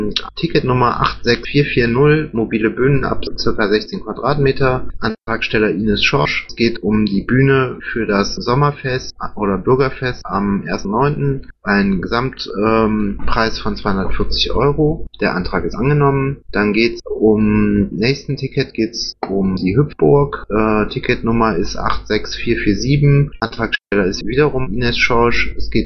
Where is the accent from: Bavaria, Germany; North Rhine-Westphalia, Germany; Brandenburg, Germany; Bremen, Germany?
North Rhine-Westphalia, Germany; Düren; Düren, die Gegend kenne ich, da komme ich auch aus der Ecke, komme ich her. Das ist relativ weitläufig.